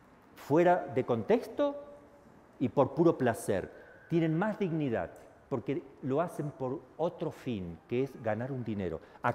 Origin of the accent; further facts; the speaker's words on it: Argentina; Disculpe que hay una palabra fea, yo soy argentino, me salió ahí.